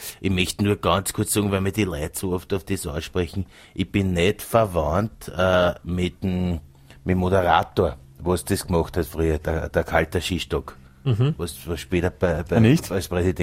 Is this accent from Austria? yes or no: yes; Vienna, Austria; ich sage immer auf gut Wiener, ich bin ein Wiener